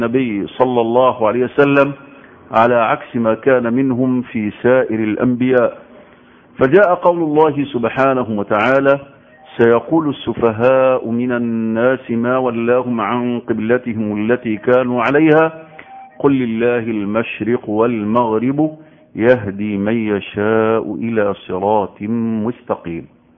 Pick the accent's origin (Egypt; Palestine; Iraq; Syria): Egypt; خاصة في بلدنا مصر يحتفلوا بالنص من شعبان